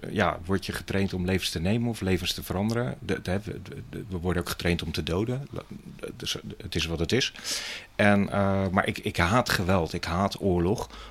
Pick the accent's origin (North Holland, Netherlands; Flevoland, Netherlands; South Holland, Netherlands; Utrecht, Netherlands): South Holland, Netherlands; Rotterdam; 51 jaar. Wereldburger met een Rotterdamse mindset. Geboren en getogen in Rotterdam. Altijd wel hier in de omgeving gewoond. Nu ook nog steeds woonachtige in Rotterdam, vlakbij Medestation Kapelsebrug.